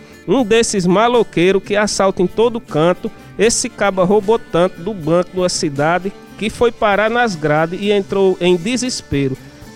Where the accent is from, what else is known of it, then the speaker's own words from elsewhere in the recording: Crato, Ceará, Brazil; eu sou da cidade do Crato